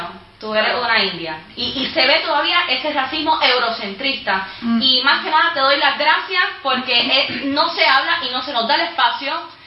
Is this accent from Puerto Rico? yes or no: yes; Puerto Rico; Hola, soy de Puerto Rico, soy latina, soy migrante también.